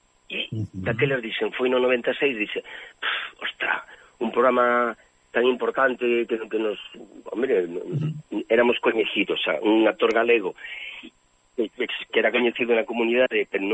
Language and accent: Galician; Ourense, Galicia, Spain; eu sempre me gusta andar dicindo que son dourense, que son galego